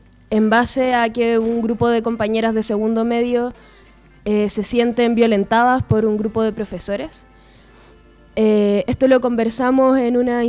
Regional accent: Puente Alto, Santiago Metropolitan Region, Chile; Sí, soy de Puente Alto, nací aquí. Pero estudio en Providencia, en el Liceo 7 de Providencia, un liceo municipal. Estoy en cuarto medio, llevo 6 años en el liceo, llegué en séptimo básico.

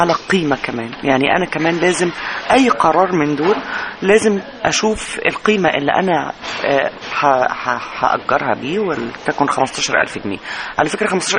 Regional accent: Egypt; وزارة الأثار هي وزارة معنية بإدارة الأثر المملوك لي أنا كشعب مصري

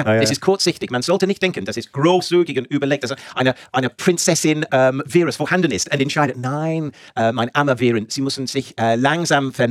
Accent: England, United Kingdom; German is a second language; now in Germany; Und ich komme aus England.

